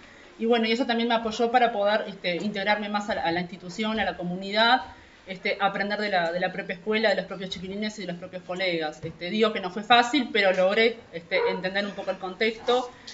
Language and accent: Spanish; Rivera, Uruguay; viví toda mi infancia allá, parte de mi adolescencia, tuve que salir del pueblo cuando fui a estudiar magisterio, me fui a la propia ciudad de Rivera.